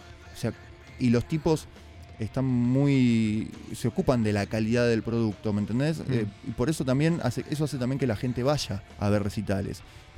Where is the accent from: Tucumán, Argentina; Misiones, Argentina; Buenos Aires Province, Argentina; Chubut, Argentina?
Buenos Aires Province, Argentina; Palomar; Nosotros somos de Palomar, ¿no? No somos de Capital.